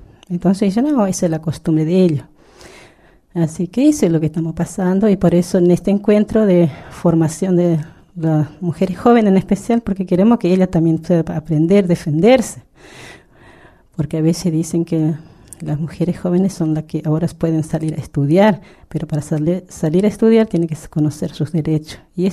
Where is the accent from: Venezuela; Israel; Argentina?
Argentina; La Palma, Chaco; soy de La Palma, departamento de Bermejo, Chaco.